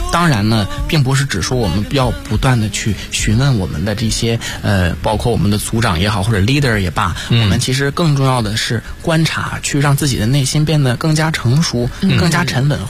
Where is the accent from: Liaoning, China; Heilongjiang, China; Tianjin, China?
Liaoning, China; Dalian; 听众朋友们大家好。我是来自辽宁大连的